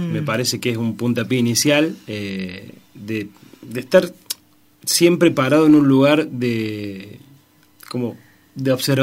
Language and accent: Spanish; Córdoba, Argentina; also born or lived in Deán Funes; Soy serrano, soy nacido en Dianfunes, en Norte Cordobés, pero soy serrano por adopción. Mis viejos hace más de 30 años que están acá, yo tengo 28, imagínate.